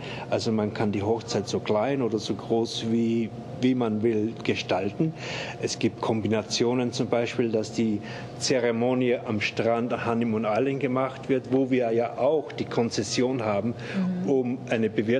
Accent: Austria; now in Germany; In Österreich, wo ich herkomme, ich war gerade letzten Sommer bei meiner Familie zu Hause

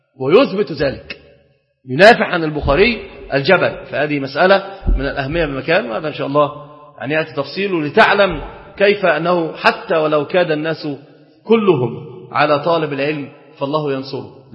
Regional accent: Egypt; إحنا عندنا في مصر اشتهر شيء قوي جدا

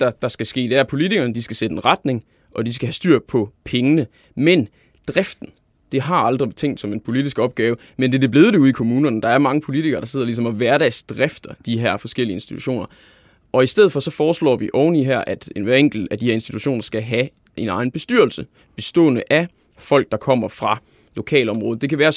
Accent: Silkeborg, Central Denmark Region, Denmark; Et eksempel, som jeg synes er ret godt til at vise det her, det er i min hjemby Silkeborg.

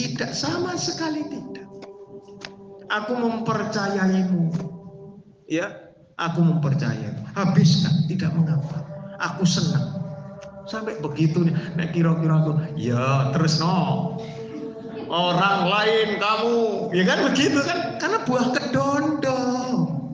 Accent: East Java, Indonesia; Kadang-kadang karena seorang saya Jawa Timur, ya toh, keluar misuhnya.

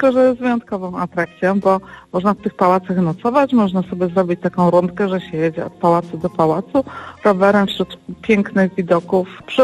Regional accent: Poznań, Greater Poland Voivodeship, Poland; Jestem z Poznania, jeździmy bardzo dużo na rowerach.

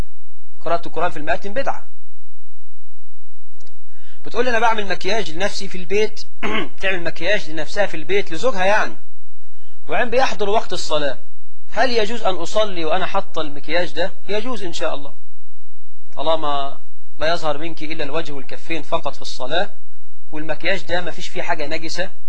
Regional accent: Egypt; واجعل بلدنا مصر آمنة مطمئنة رخاء سخاء

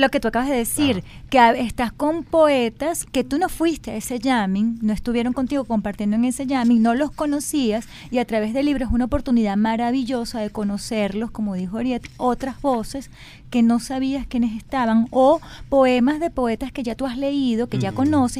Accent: Maracay, Aragua, Venezuela; yo que soy del interior, que soy de Maracay

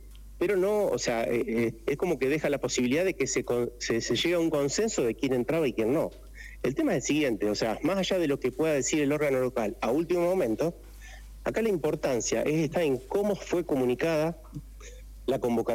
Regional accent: Santa Fe, Argentina; now in Merlo, Argentina; Yo vengo desde Santa Fe, hace 13 años que estoy en Merlo. En Santa Fe fue la cuna del cooperativismo. Me crié y me eduqué dentro de lo que es la acción cooperativa.

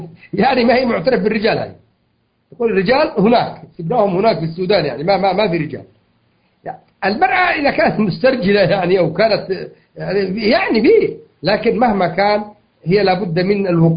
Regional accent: Yemen; لكن اللي أعرف أنه عندنا في اليمن

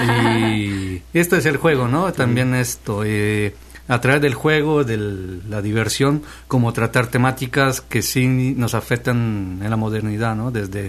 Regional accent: Italy; now in Guatemala; mis orígenes, que soy italiano, aunque vivo en Guatemala.

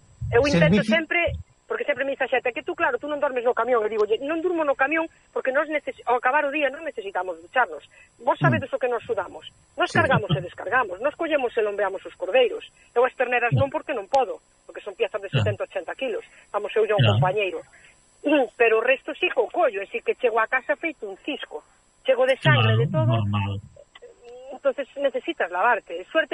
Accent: Vilar de Mondelo, Galicia, Spain; also born or lived in Switzerland; inda que son de nacimiento suiza, pois son gallega, pero con orgullosa que estou eu da miña terra, do meu idioma, da nosa comida, dos nosos paisajes, de todo, estou orgullosa.

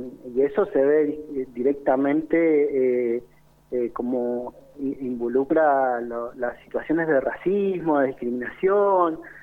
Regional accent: Mendoza, Argentina; Siendo mendocino, digamos, estando viviendo acá, no somos ajenos de lo que sucede en la montaña.

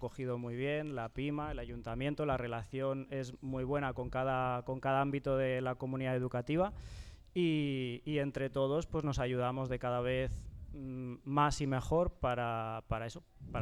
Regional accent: Teruel, Aragon, Spain; now in Fustiñana, Spain; Entonces yo vine aquí hace 3 cursos, este es mi tercer curso, y de Fustiñana conocía cuando llegué muy poquito, porque acabé recién llegado de Aragón

